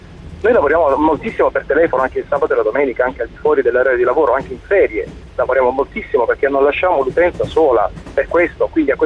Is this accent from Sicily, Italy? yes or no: no; Apulia, Italy; Beh, sono pugliese.